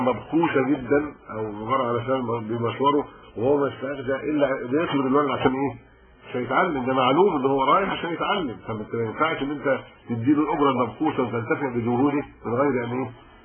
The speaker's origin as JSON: {"language": "Arabic", "country": "Egypt", "said": "انا قبطي مسلم، يعني انا مصري مسلم"}